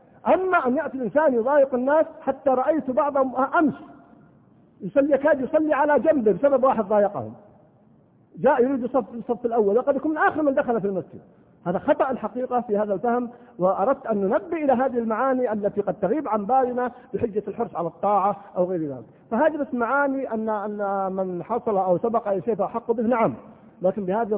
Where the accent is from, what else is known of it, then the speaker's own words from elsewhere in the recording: Al-Qassim, Saudi Arabia; طبعا عندنا في القصيم أنا ما أدري هو موجود في بعض المناطق أو لا